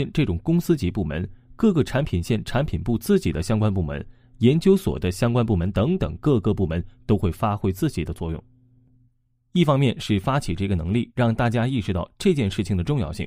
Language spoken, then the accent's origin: Chinese; China; 作为中国人，我们可以回想一下自己的成长经历，尤其是中学时代